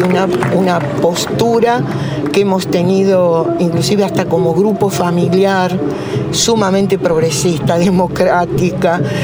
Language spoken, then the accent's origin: Spanish; Morón, Buenos Aires Province, Argentina; born there; Yo nací en Morón. Soy ya tercera, cuarta generación de argentinos, ¿no?